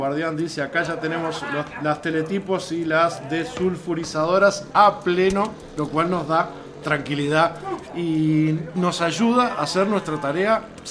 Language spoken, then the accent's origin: Spanish; Uruguay; se me hace muy difícil a mí como uruguayo decir cuál es mejor